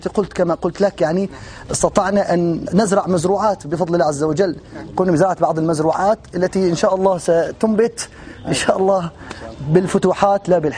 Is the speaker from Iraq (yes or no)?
no; Aleppo, Aleppo Governorate, Syria; نحن أبناء حلب